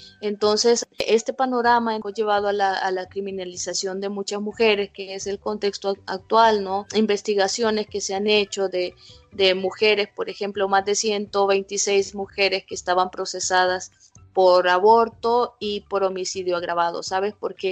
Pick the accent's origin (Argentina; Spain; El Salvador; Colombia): El Salvador; soy de El Salvador